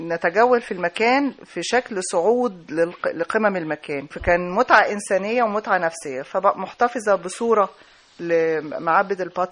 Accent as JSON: {"language": "Arabic", "country": "Egypt", "said": "اللي هي يعني توازي منطقة المعابد عندنا في الأقصر وأسوان"}